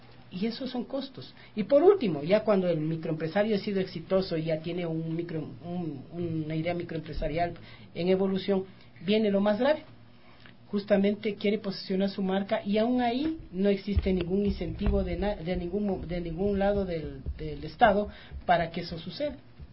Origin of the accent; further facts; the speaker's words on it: Quito, Pichincha, Ecuador; Entonces acá tiene de San Blas, allá tiene el Tejar, acá tiene del América. Ajá. Soy de la Vicentina.